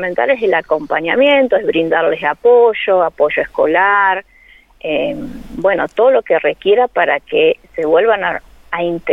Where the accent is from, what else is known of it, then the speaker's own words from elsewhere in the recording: Santa Rosa, Argentina; todos los colaboradores somos de Santa Rosa, entonces acá nos es más fácil.